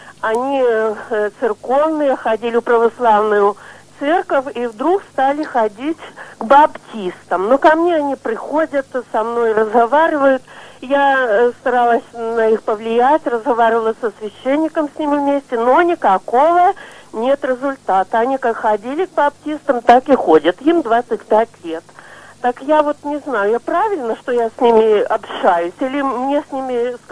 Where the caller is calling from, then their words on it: Belarus; Я звоню с Белоруссии.